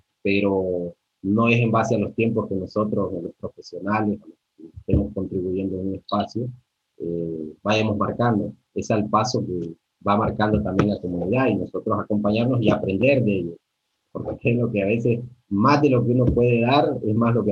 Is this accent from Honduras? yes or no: yes; Honduras; los saberes ancestrales en mi país, donde vengo, donde nací, en Honduras, específicamente, hay comunidades totalmente abandonadas por el Estado.